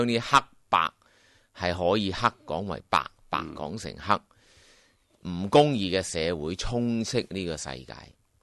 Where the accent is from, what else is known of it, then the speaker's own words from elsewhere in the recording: Hong Kong; 即系我谂我哋香港人咧系好多好似我同你呢种心态，既迷茫，但系又不忿